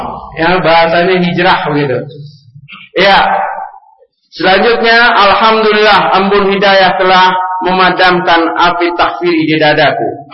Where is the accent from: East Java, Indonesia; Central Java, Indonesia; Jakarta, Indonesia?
Jakarta, Indonesia; Ini dari NU Pak, dari kecil di Karetengsin, Bendungan Hilir Karetengsin itu. Istilahnya lingkungannya lingkungan NU ya